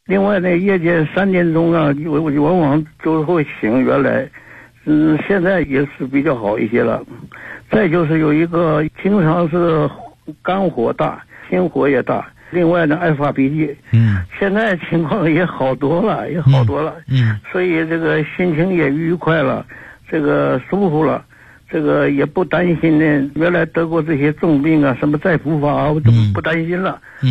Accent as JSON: {"language": "Chinese", "town": "Nanjing", "region": "Jiangsu", "country": "China", "said": "我是南京的学员。今年84岁了。"}